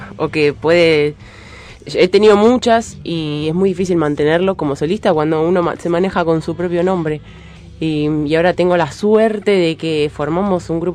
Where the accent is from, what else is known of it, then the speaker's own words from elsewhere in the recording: Pilar, Buenos Aires Province, Argentina; now in Buenos Aires, Argentina; Soy de Pilar, sí.